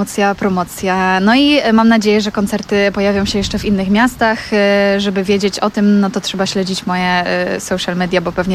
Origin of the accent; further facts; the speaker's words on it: Kraków, Lesser Poland, Poland; gramy w Krakowie w Pulse Boutique Record Store. Bardzo się cieszę, bo są to moje rodzinne strony.